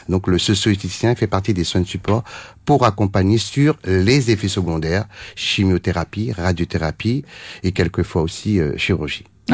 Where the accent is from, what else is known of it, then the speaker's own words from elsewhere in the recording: Réunion; moved away; en tant que réunionnais, donc revenir dans mon île natale au bout de 30 ans